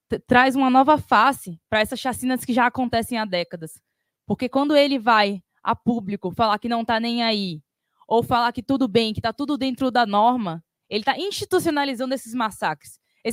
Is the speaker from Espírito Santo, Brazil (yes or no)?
no; Salvador, Bahia, Brazil; moved away as an adult; now in São Paulo, Brazil; Sou de Salvador, vim para cá, para São Paulo, para fazer minha faculdade.